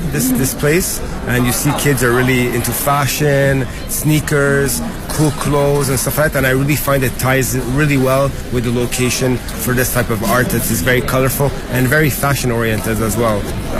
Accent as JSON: {"language": "English", "town": "Montreal", "region": "Quebec", "country": "Canada", "said": "I'm a pop artist, and I'm from Montreal, Canada."}